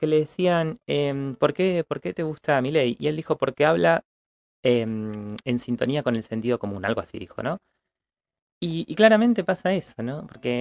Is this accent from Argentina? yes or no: yes; Argentina; cuando vamos a la universidad o cuando vamos a un servicio de salud, la mayoría somos personas argentinas